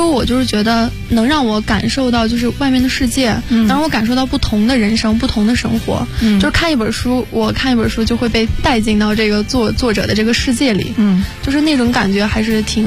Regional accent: Xinjiang, China; 对，然后因为我刚好是来自新疆，新疆也算是一个水资源比较匮乏的地方，

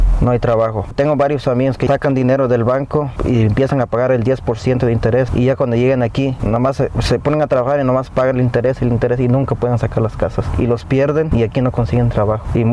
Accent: Guatemala; now in United States; Pues en mi país pues está más difícil.

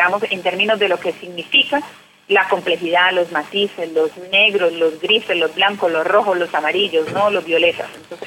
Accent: Colombia; born there; yo soy colombiana de nacimiento.

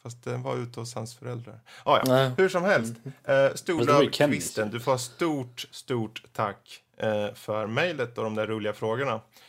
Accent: Närke, Sweden; jag är närken, det är träligt men det reder sig

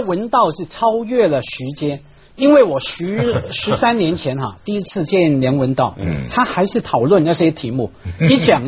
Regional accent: China; 我们中国人不吃蛋糕啊，我们应该吃寿包。

